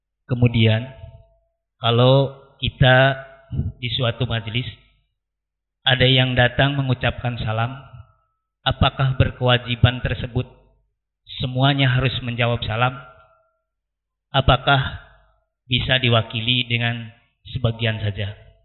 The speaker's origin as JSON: {"language": "Indonesian", "town": "Bogor", "region": "West Java", "country": "Indonesia", "said": "Kami dari Bogor."}